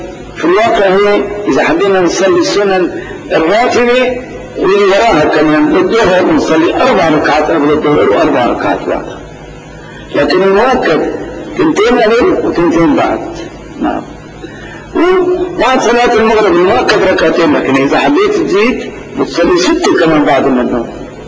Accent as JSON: {"language": "Arabic", "town": "Damascus", "region": "Damascus Governorate", "country": "Syria", "said": "لكن في بلدنا دمشق بالذات هناك شرط لا يتم"}